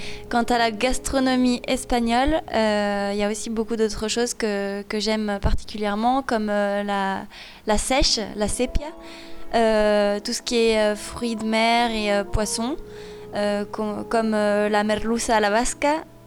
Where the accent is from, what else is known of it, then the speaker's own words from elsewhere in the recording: Saint-Étienne, Auvergne-Rhône-Alpes, France; now in Lyon, France; Donc moi j'habite à Lyon, je suis originaire de Saint-Étienne